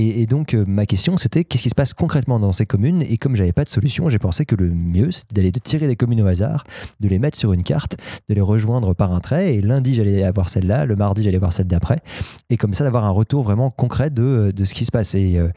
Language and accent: French; Paris, Île-de-France, France; il n'y a aucun lien entre moi et le Calvados, voilà, je suis parisien